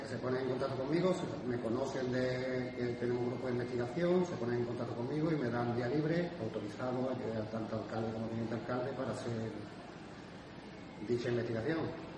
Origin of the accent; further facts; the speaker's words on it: Seville, Andalusia, Spain; now in Manzanilla, Spain; Yo vivo aquí en Manzanilla, soy de aquí de Sevilla, pero vivo allí.